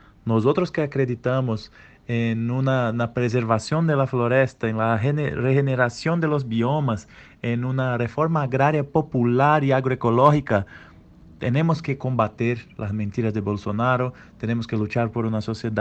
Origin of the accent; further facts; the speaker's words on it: Brazil; Spanish is a second language; yo soy brasileño, tengo 33 años y soy un luchador por el buen vivir aquí en Brasil.